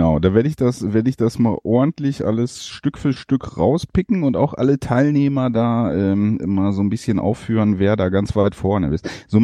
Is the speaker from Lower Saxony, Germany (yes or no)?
no; Dingenstrop, North Rhine-Westphalia, Germany; hier in Dingenstrop, wo ich herkomme